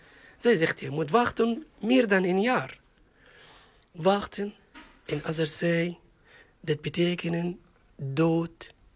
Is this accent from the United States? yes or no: no; Egypt; Dutch is a second language; moved away as an adult; now in Netherlands; Ik kom uit Egypte. Ik ben hier in Nederland sinds 2019. Ik ben 45 jaar oud.